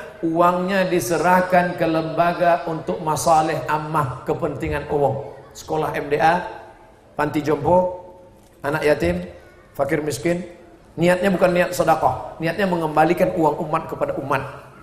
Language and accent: Indonesian; Riau, Indonesia; Tapi saya tidak pernah bawa mazhab itu ke kampung saya di Riau.